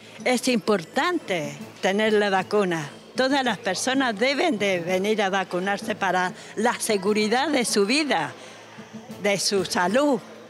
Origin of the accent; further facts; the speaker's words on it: Antofagasta, Chile; born there; Yo nací en Antofagasta en 1920, el 23 de enero, así que ya tengo más de 100 años